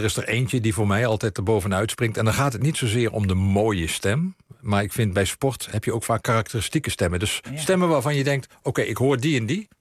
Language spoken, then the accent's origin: Dutch; Limburg, Netherlands; also born or lived in East Groningen; Ik kom zelf uit Limburg en dan...